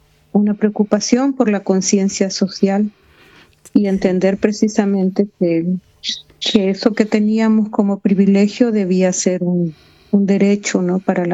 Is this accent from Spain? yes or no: no; Tegucigalpa, Francisco Morazán, Honduras; born there; A ver, nací en el 78, Tegucigalpa, que es la capital de Honduras.